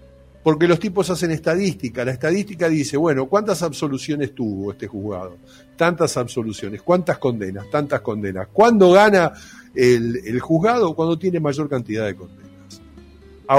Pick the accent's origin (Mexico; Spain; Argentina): Argentina; si no somos capaces los argentinos de rememorar la gesta histórica